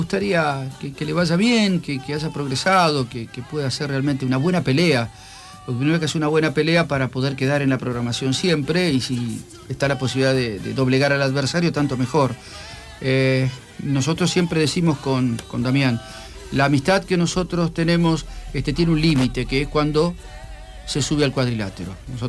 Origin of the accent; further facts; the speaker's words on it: Rosario, Santa Fe, Argentina; yo también soy de Rosario, como Ríos.